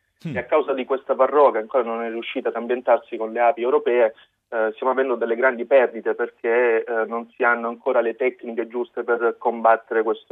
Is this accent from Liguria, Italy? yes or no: no; Apulia, Italy; perché sono venuto qui, sono pugliese, sono stato universitario